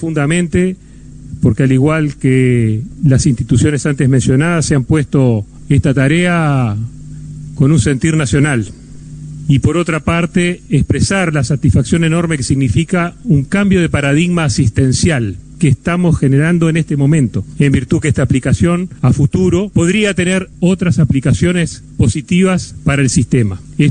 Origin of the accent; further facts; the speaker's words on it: Uruguay; al comportamiento que nos caracteriza como uruguayos